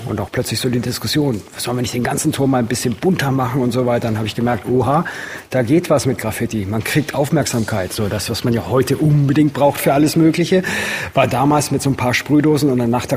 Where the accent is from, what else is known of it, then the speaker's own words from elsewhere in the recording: Buchloe, Bavaria, Germany; Ich bin nicht in München groß geworden, ich bin in Buchloe groß geworden. Das ist im Ostallgäu, eine 10.000 Einwohnerstadt.